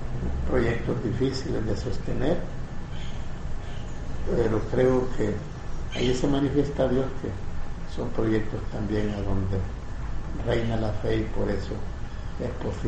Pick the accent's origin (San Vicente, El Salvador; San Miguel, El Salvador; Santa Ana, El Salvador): San Miguel, El Salvador; Yo soy de San Miguel.